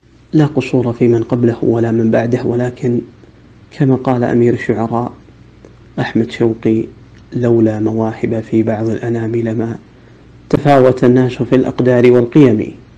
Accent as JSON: {"language": "Arabic", "country": "Saudi Arabia", "said": "وكلنا كسعوديين لنا الحق في الانتماء لها والولاء لقيادتها."}